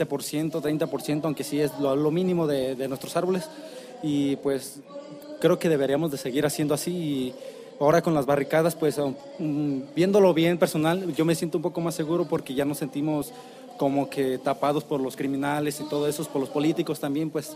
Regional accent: Cherán, Michoacán, Mexico; soy soy de Cherán, Cherán Napo.

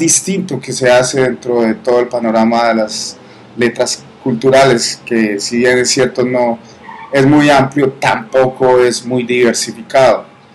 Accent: Medellín, Antioquia, Colombia; Pues da pena decirlo porque yo soy paisa, nacido y crecido en la ciudad de la eterna primavera, pero las cosas hay que decirlas. Medellín es la ciudad.

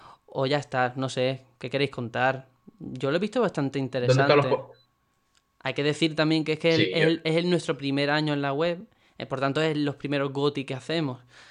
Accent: Algeciras, Andalusia, Spain; now in Madrid, Spain; Yo soy de Algeciras, aunque esté en Madrid, así que me iré a Algeciras a la Nochebuena

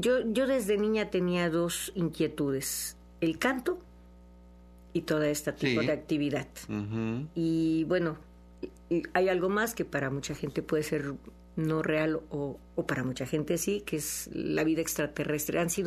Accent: San Andrés Tuxtla, Veracruz, Mexico; yo soy, ¿no?, hija de médico y tuvimos una clínica en mi pueblo de San Andrés Tuxtla, y hasta mis 30 años de edad viví en ese ambiente de la medicina.

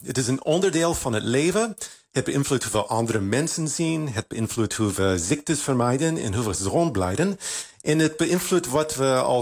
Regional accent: United States; Ik kom uit Amerika

